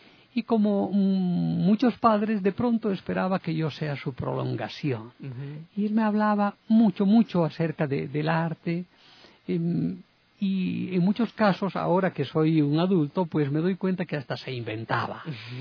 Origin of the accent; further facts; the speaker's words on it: Cochabamba, Bolivia; una radioemisora en mi ciudad natal, Cochabamba, convoca a un concurso de preguntas y respuestas.